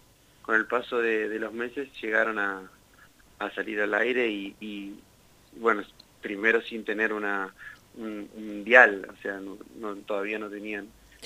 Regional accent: Huatraché, La Pampa, Argentina; moved away; El otro día pensaba que llevo casi tantos años fuera de Huatraché como en Huatraché. Así que, bueno, no sé si ya soy tanto de Huatraché. Sí, soy de ahí, pero ya hace como 16 años, 15, 16 años que no vivo ahí.

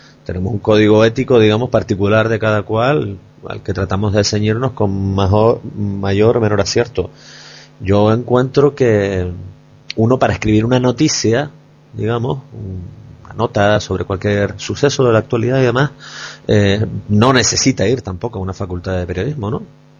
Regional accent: Canary Islands, Spain; moved away; Somos canarios que estamos fuera y no perdemos comba, digamos, con el ritmo, el pulso de la actualidad canaria

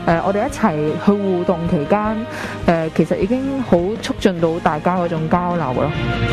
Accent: Hong Kong; 我是香港的人

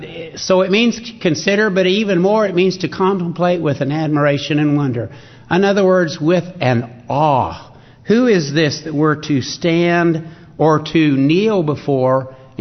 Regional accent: Arkansas, United States; He wants us to just take a gander, if you please, is the way that I grew up hearing it in Arkansas.

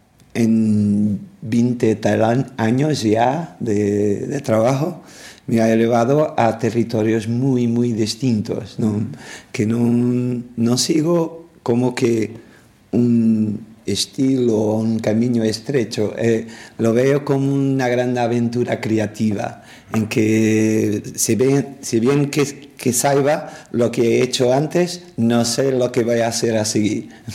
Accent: Lisbon, Portugal; Spanish is a second language; soy de Lisboa, tengo 48 años, soy artista plástico, músico y productor.

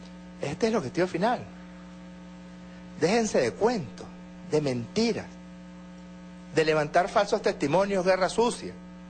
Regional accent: Venezuela; como ciudadano venezolano que soy, con cuatro hijos

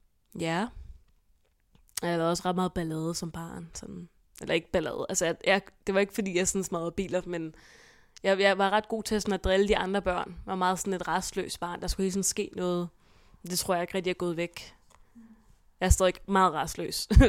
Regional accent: Hvidovre, Capital Region of Denmark, Denmark; born there; jeg blev født på Hvidovre Hospital i den 6. november i 2000

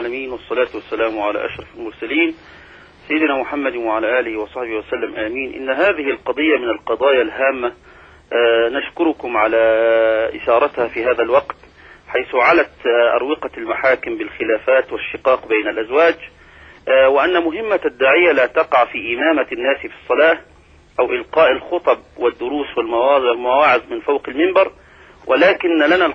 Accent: Abu Kabir, Sharqia Governorate, Egypt; الحمد لله أنني كنت ولا زال في قريتي في أبو كبير أعمل هذا العمل الجميل في إصلاح ذات البين.

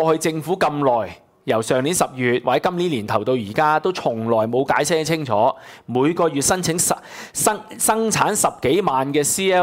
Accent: Hong Kong; 明明嗰啲係我哋香港人納税嘅錢，

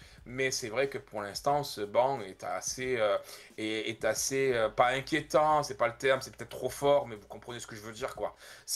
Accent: France; parce que forcément, nous, ça nous touche en tant que Français.

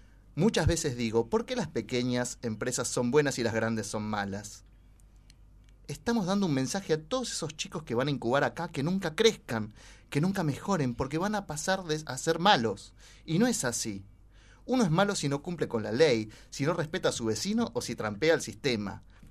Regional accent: Argentina; Es una demostración de lo que somos capaces los argentinos de hacer cuando nos sentamos alrededor de una mesa

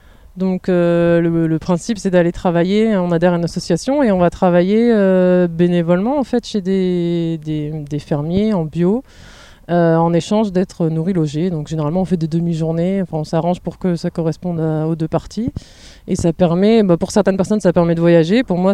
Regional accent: Hauts-de-France, France; Alors moi je viens du Nord et je suis montée à Paris pour faire mes études après le bac

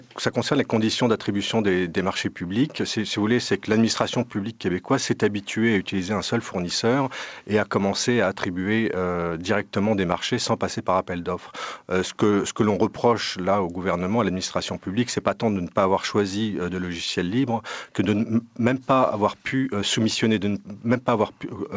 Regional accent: Paris, Île-de-France, France; Là, je suis de Paris, en France, et la plupart des administrations publiques en France tournent maintenant à des solutions en logiciel libre

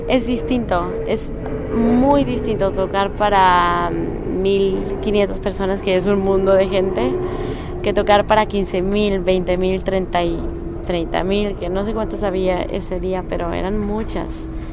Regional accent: Veracruz, Mexico; moved away; Sí. Yo crecí en Veracruz y me fui de Veracruz por muchos años, pero ahora ya volví.

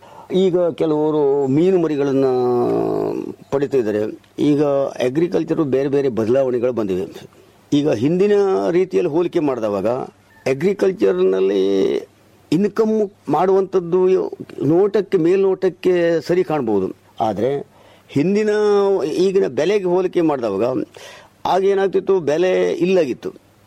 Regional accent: Urke, Karnataka, India; ನಾವು ಮೂಲತಃ ಕುಮಟ ತಾಲೂಕಿನ ಊರ್ಕೆ ಗ್ರಾಮದವರು.

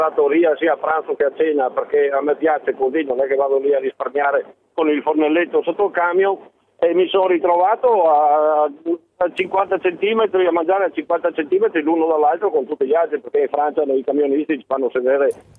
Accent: Belluno, Veneto, Italy; io sono un camionista, sono di Belluno, però comunque sto percorrendo la 4, ormai sono a Verona

